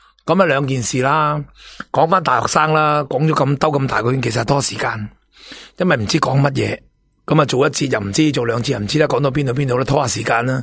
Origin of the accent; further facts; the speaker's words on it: Hong Kong; 唔系我哋香港人